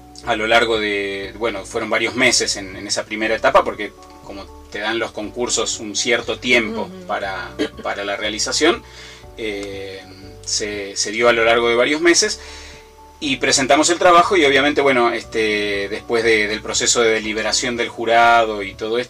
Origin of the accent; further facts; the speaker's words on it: Argentina; now in Ecuador; yo, que soy argentino, ya vivía acá en Ecuador cuando surge la posibilidad de hacer este trabajo